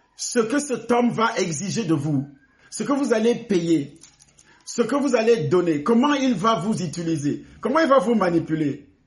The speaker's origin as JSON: {"language": "French", "country": "Cameroon", "said": "Et parfois, c'est la guerre, c'est le sang qui coule, comme ce qui se passe chez moi au Cameroun."}